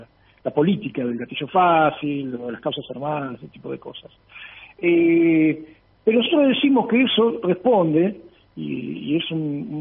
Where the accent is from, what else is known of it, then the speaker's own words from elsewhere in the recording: Argentina; Porque uno habla de, como argentino, y está hablando de Paraguay